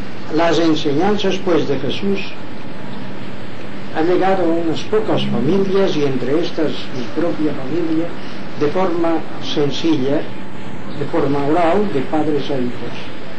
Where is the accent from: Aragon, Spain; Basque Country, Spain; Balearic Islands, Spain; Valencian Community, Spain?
Balearic Islands, Spain; Inca; born there; ya jubilado, tengo 83 años de edad, he nacido o nací en Inca, pueblo de Mallorca. Muy bien. Pero soy descendiente de los judíos